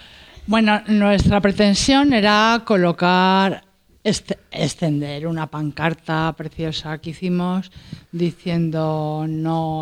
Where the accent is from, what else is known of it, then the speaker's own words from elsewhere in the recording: Madrid, Community of Madrid, Spain; como soy de Madrid ciudad, pues me hago un poco lío con Fuenlabrada, Móstoles, Leganés, no los controlo mucho